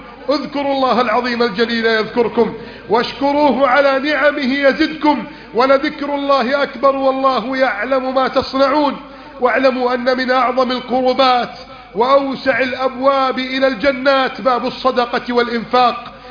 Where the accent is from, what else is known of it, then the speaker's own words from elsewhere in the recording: Egypt; اللهم هذه بلدنا مصر كانت وما زالت خيرا، كانت وما زالت رائدة قائدة